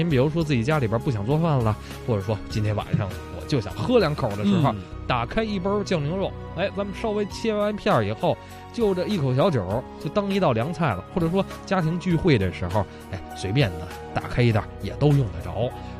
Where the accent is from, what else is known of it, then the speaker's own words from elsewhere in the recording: Beijing, China; 我是北京人嘛